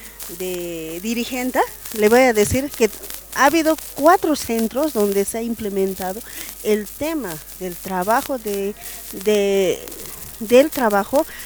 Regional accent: Bolivia; Quiero invitarle, como boliviana también quiero invitarle

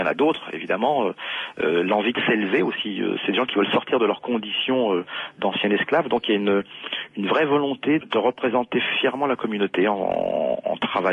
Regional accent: Paris, Île-de-France, France; born there; Alors moi, je suis arrivé par le ventre de ma mère, donc, mais à Paris, dans le 17e. Je suis né à Paris, moi.

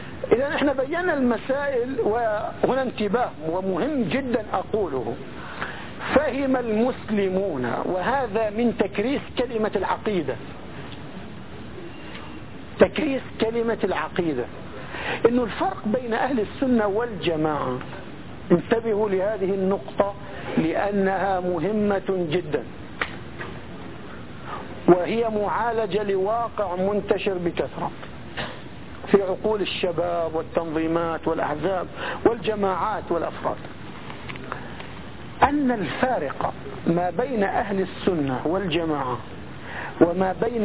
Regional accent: Palestine; في مثل عندنا في بلادنا، احنا قرويين فلسطينيين قرويين

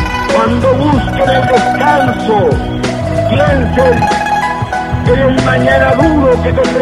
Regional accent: Chile; Vengo de Chile, un país pequeño, pero donde hoy cualquier ciudadano es libre de expresarse como mejor prefiera.

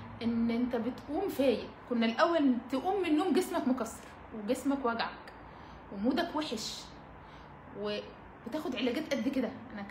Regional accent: Alexandria, Alexandria Governorate, Egypt; اشتغلت في يعني في جيم هنا والله براند عندنا في اسكندرية

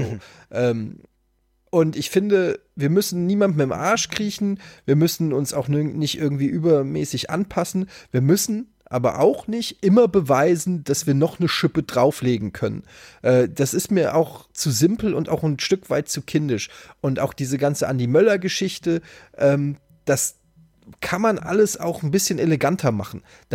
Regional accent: Frankfurt, Hesse, Germany; als langjähriger Fan und als Frankfurter immer repräsentiert

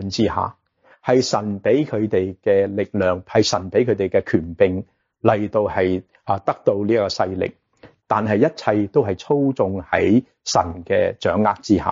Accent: China; 我们中国人文言文匠人就解释什么？是外父的解。

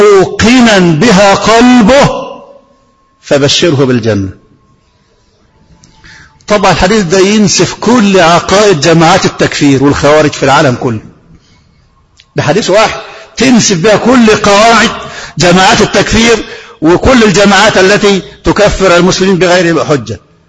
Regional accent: Egypt; احنا طبعا مصريين

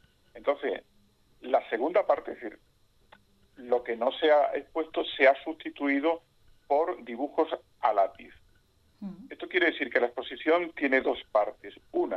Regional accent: Extremadura, Spain; now in Cádiz, Spain; yo soy de Extremadura, como ya hemos dicho. Vivo en Cádiz, ciudad, en Cádiz capital, porque mi mujer es de Cádiz y mi hijo es de Cádiz, con lo cual yo también soy un poco de Cádiz desde hace como casi 20 años.

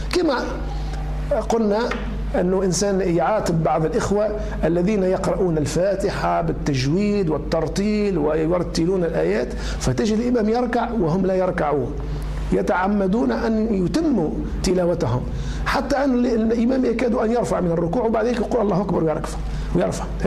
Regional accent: Tunisia; كما هو الشأن في بلدنا تونس

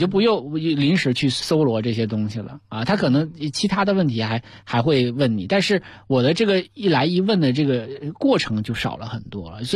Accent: Northeast China, China; born there; 那你俄语这个东西咱更不懂了啊，你别看我生在东北，但是我不懂。

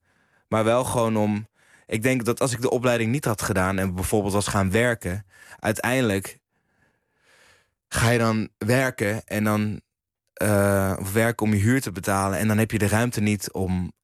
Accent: Huizen, North Holland, Netherlands; also born or lived in Blaricum; Maar dat denken mensen wel altijd als ik zeg dat ik uit Blaricum kom. Dus ik zeg ook altijd dat ik uit Huizen kom. Ik ben wel in Huizen geboren.

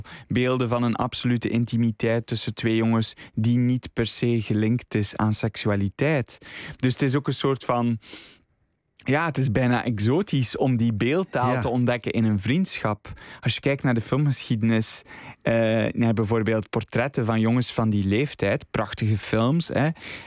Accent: Flanders, Belgium; Ik ben zelf opgegroeid op het Vlaamse platteland.

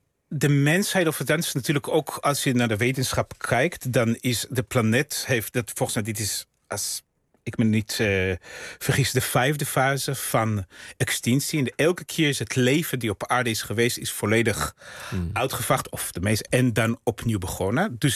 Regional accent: Israel; first language Russian; Dutch is a second language; now in Netherlands; Ik ben opgegroeid in Israël, dus met ouders die, toen ik klein was, nog nauwelijks Hebreeuws spraken. Dus ik had echt een immigrantentaal.

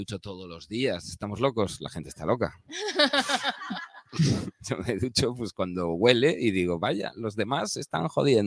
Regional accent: Galicia, Spain; No, soy gallego. Cuando llueve es una putada y llueve todo el rato, no.

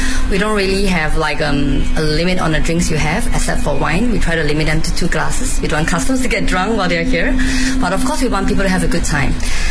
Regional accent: Singapore; I'm from Singapore. I'm a mother of two. I have two young boys, age 4 and 7. So I'm half based in Singapore and half in Beijing.

